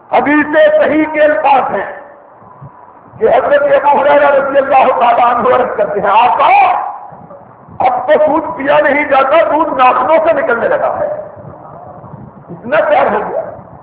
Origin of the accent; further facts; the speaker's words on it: Sialkot, Punjab, Pakistan; میں بھی ضلع سیالکوٹ کا رہنے والا ہوں, سیالکوٹ کا.